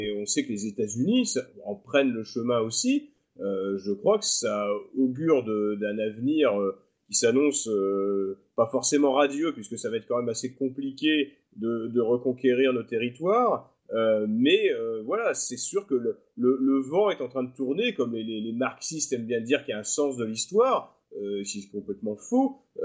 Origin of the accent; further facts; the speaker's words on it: France; En tant que Français, c'est presque surréaliste, quoi.